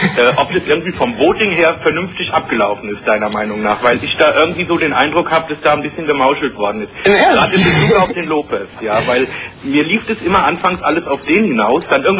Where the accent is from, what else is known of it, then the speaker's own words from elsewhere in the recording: East Germany, Germany; ich bin Ossi. Ja, aber ich habe selbst in der DDR so viel Englisch lernen dürfen